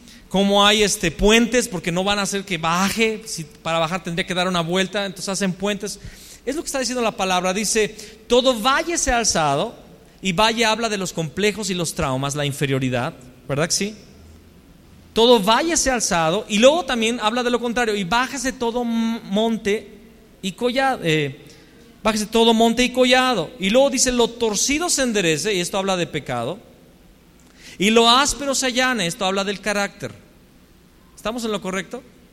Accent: León, Guanajuato, Mexico; Pero bueno, yo soy de León. Y siempre que llegué, miren, me di cuenta que cada vez que llegaba a otra ciudad o a otro país, decía, no, es que León es la quinta ciudad

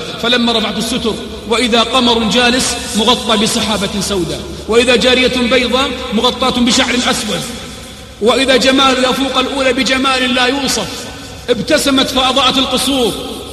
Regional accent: Al-Qassim, Saudi Arabia; فأخواني في الله جينا من القصيم نتعرف على هالجهة الطيبة هذه

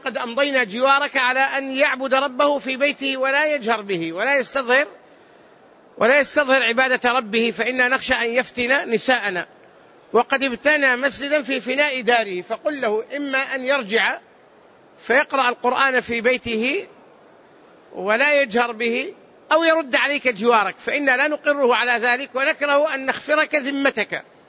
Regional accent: Hejaz, Saudi Arabia; والسمر نوع من الشجر البري معروف عندنا في الحجاز

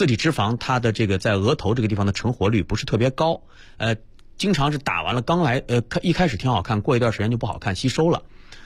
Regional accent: Northeast China, China; 白灵你也是东北人，我也是东北人啊。

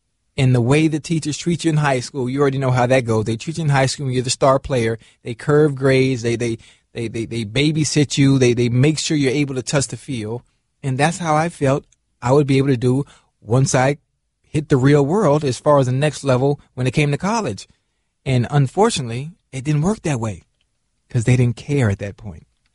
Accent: Miami, Florida, United States; this is the funny thing about growing up in Miami and in Liberty City, where I'm from.

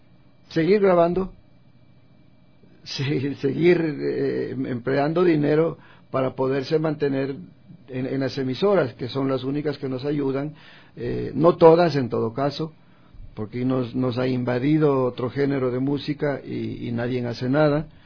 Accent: Ecuador; al joven hay que inculcarle que somos ecuatorianos y que como ecuatorianos tenemos una identidad

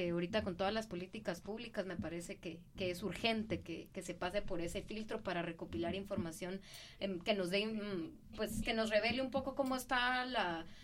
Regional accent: Guatemala; tenemos como guatemaltecas, guatemaltecos, guatemalteques, personas que hemos nacido en este territorio

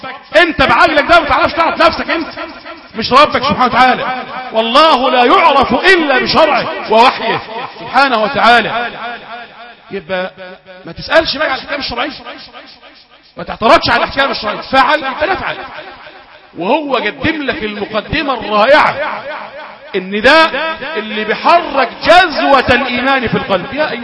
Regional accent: Egypt; طيب تلت الليل عندنا في مصر غير تلت الليل في السعوديه

